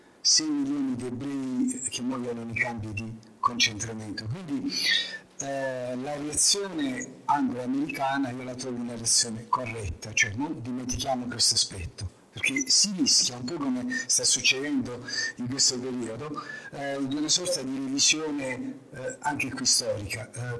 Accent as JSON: {"language": "Italian", "town": "Foggia", "region": "Apulia", "country": "Italy", "tie": "born there", "said": "Seconda premessa, io sono nato a Foggia. E Foggia fu bombardata dal maggio del 43 a settembre del 43."}